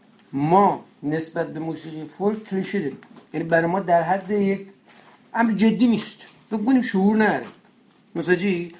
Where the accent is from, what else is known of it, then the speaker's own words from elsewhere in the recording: Gilan, Iran; first language Gilaki; Persian is a second language; من به سهم خودم به عنوان کسی که این زبان رو میشناسم و چی میگیم اصطلاحا تو خونته، من باهاش بزرگ شدم دیگه